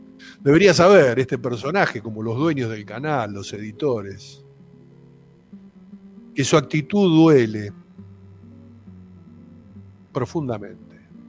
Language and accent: Spanish; Argentina; Lo doloroso es que como argentinos, como nación, como país, como seres humanos, no estalla el repudio